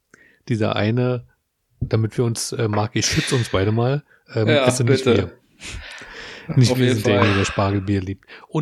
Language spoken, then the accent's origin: German; Berlin, Germany; Selbst ich als Berliner, der das ganz gut kennt, kann das immer nicht so greifen.